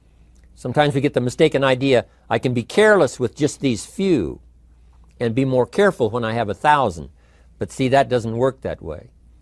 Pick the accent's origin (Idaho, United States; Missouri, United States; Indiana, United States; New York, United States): Idaho, United States; he looked right at me and said … where are you from? I said, Idaho.